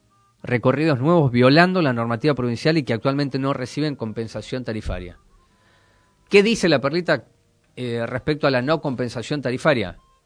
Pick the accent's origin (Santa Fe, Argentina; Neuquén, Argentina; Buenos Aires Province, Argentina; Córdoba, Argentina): Buenos Aires Province, Argentina; Moreno; ya que soy de Moreno y tengo 1000 empleados que son de Moreno.